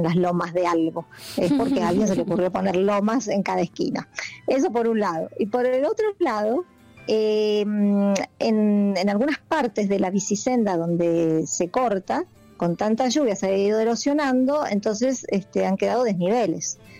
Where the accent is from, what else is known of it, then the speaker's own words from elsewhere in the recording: Argentina; siendo argentinos que no respetamos nada